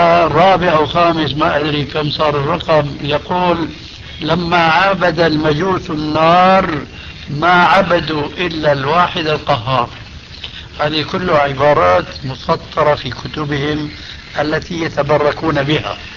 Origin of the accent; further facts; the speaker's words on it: Syria; تلقفها بعض العامة عندنا في سوريا